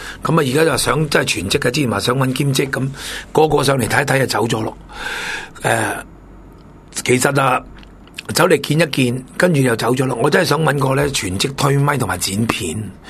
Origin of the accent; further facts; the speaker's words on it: Hong Kong; 呢啲邻国嘅事唔关我哋香港人事